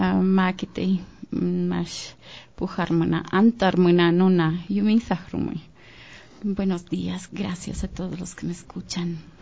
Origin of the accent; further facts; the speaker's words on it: Uyuenza, Morona Santiago, Ecuador; yo nací en Sevilla, Don Bosco. Después, mis padres, al poco tiempo, porque vinieron desde Chinimbimi, Méndez, Morona, Santiago, se trasladaron a la comunidad Uyuenza, que significa agua de nutrias.